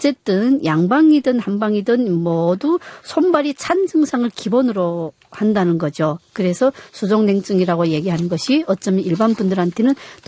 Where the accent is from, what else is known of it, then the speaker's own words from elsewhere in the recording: North Korea; now in South Korea; 예, 그만큼 한국은 북한보다는 훨씬 따뜻하고요.